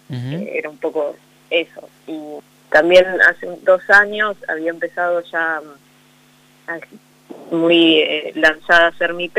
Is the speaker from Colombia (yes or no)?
no; Argentina; moved away as an adult; now in Buenos Aires, Argentina; fue a mi pueblo. Yo justo me había venido ya a Buenos Aires a estudiar Derecho